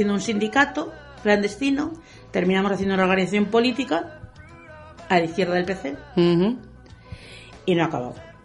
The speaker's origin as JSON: {"language": "Spanish", "town": "Madrid", "region": "Community of Madrid", "country": "Spain", "tie": "born or raised there", "said": "¿Qué pasaba en mi pueblo es Madrid, pero fundamentalmente..."}